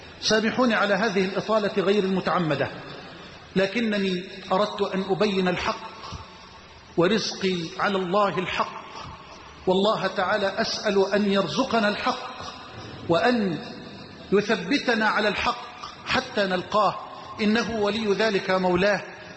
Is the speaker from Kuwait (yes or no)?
no; Egypt; واجعل بلدنا مصر أمنا أمانا سخاء رخاء